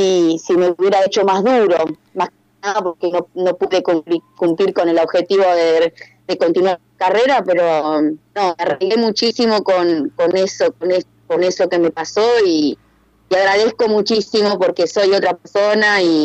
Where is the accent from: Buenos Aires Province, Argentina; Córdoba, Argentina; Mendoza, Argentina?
Buenos Aires Province, Argentina; Bahía Blanca; now in La Plata, Argentina; la verdad que me cambió la vida venir a vivir a La Plata sin renegar de donde soy, pero bueno, en otras épocas por ahí en Bahía Blanca no era tan fácil expresarse